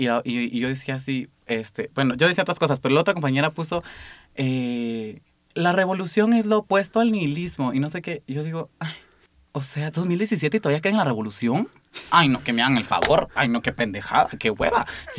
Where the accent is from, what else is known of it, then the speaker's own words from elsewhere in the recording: Guatemala; como decimos en Guatemala, yo soy de Guatemala.